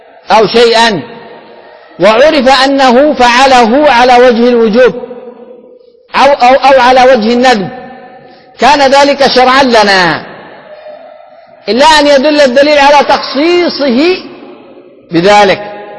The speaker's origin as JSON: {"language": "Arabic", "country": "Yemen", "said": "كما هذا هو عندنا في اليمن"}